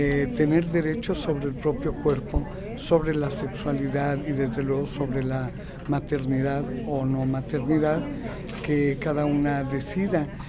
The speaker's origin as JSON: {"language": "Spanish", "country": "Mexico", "said": "En mi país, en México, que teníamos un avance importantísimo como política de Estado"}